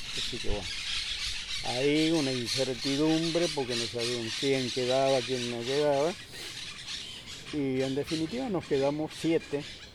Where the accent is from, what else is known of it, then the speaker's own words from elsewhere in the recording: Corrientes, Argentina; now in Buenos Aires, Argentina; Éramos como 40 muchachos que vinimos juntos del campo de Corrientes.